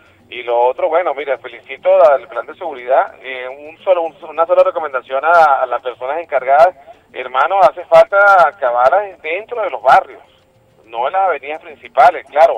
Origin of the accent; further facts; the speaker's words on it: Venezuela; lo digo como venezolano y como revolucionario